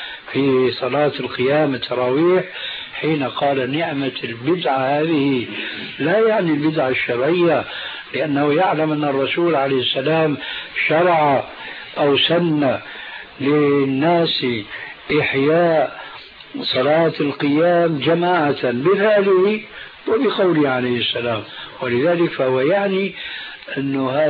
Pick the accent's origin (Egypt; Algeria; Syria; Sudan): Syria; كما يقولون عندنا في سوريا